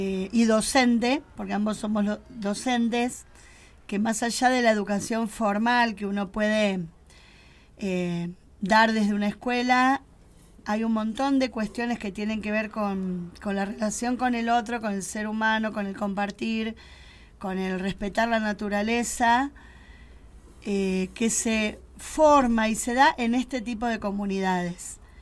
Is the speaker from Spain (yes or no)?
no; Buenos Aires, Argentina; moved away; Nosotros no comenzamos acá, hace 3 años que nos mudamos, éramos de Buenos Aires, de la zona